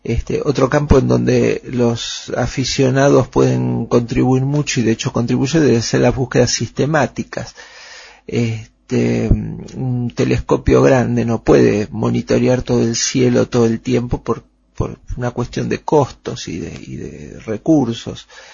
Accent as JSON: {"language": "Spanish", "region": "Buenos Aires", "country": "Argentina", "tie": "born or raised there", "said": "nací y me crié en Buenos Aires, en una época en que la ciudad era mucho más chica, mucho más segura de lo que es hoy, y además se podían ver las estrellas."}